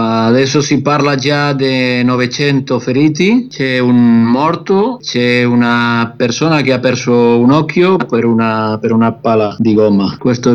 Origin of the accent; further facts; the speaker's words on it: Barcelona, Catalonia, Spain; Italian is a second language; Io sono di Barcellona, città, ma oggi era al paese dei miei genitori, che è a 20 km di Barcellona, l'Esterradio